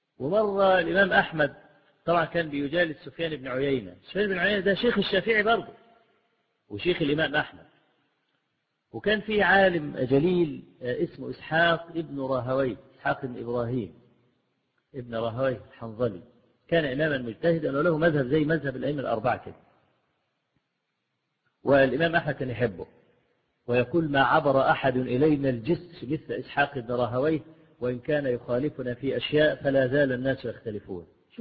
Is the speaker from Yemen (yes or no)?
no; Egypt; وأنا ما بقولش الكلام ده لأن أنا مصري